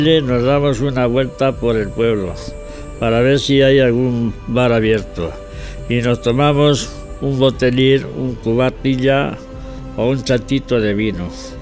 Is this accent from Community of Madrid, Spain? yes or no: no; San Juan de la Nava, Castile and León, Spain; Bienvenido al programa Sanjuaniego, donde hablamos de las historias y costumbres de mi pueblo, San Juan de la Nava. Un pequeño pueblo de unos 300 habitantes, situado en la provincia de Ávila, a 30 kilómetros de la ciudad.